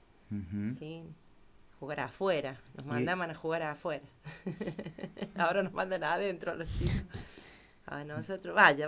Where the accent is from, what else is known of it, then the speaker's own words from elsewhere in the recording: Villa Dolores, Córdoba, Argentina; nací en Villa Dolores. Crecí en un barrio un poquito alejado de ahí del centro, en la calle que en ese entonces se llamaba San Luis. Ahora se llama Presidente Perón. Y bueno, ahí estuve mis primeros años con mi familia.